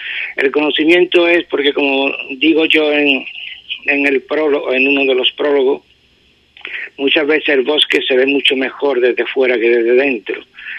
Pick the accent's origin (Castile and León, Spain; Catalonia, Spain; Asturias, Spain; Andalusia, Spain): Andalusia, Spain; Ubrique; era beneficioso para mi pueblo y para mi obra que se pusiera que es Ubrique.